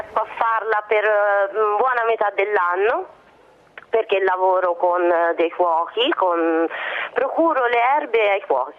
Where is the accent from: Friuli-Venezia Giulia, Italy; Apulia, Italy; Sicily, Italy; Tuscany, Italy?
Tuscany, Italy; Pienza; Io sono di Pienza, provincia di Siena, e dalle nostre parti c'è comunque una tradizione legata alla raccolta delle erbe spontanee